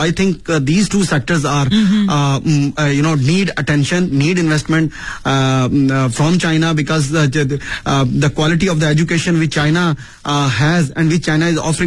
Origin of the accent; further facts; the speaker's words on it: Pakistan; Whenever they heard that I'm from Pakistan, I'm a Pakistani citizen